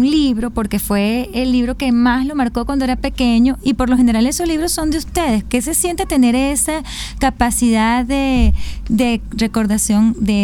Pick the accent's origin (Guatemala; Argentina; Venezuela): Venezuela; el orgullo que siente uno como venezolano